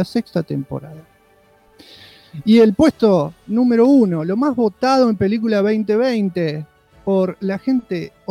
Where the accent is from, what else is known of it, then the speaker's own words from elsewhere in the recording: Córdoba, Argentina; no puedo ser el yankee que ustedes quieren. Yo soy muy cordobés.